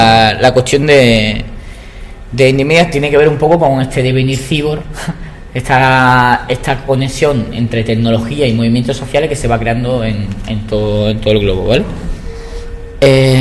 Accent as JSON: {"language": "Spanish", "town": "Málaga", "region": "Andalusia", "country": "Spain", "said": "Yo soy de Málaga"}